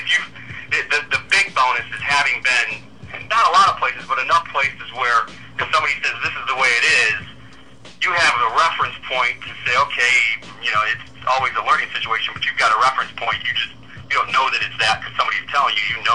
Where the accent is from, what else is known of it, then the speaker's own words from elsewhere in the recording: Detroit, Michigan, United States; Yeah, it's tough because I grew up in Detroit, and it was. They're kind of the same way.